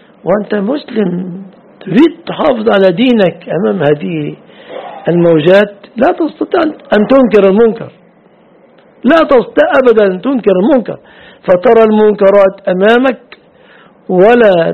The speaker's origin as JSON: {"language": "Arabic", "town": "Mansoura", "region": "Dakahlia", "country": "Egypt", "said": "أنت في مصر هنا الحمد لله نذهب من بلادنا المنصورة للقيرة"}